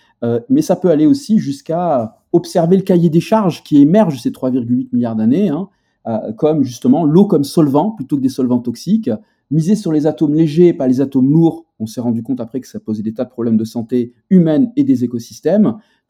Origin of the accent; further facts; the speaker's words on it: Algiers Province, Algeria; y compris là où j'ai grandi, maintenant, c'est une ville, alors que c'était la campagne avec des forêts, avec des animaux sauvages qui venaient nous visiter, et maintenant, c'est la banlieue d'Alger.